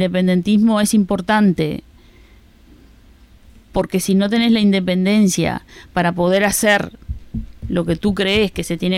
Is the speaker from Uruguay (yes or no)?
yes; Uruguay; now in Spain; yo como soy uruguaya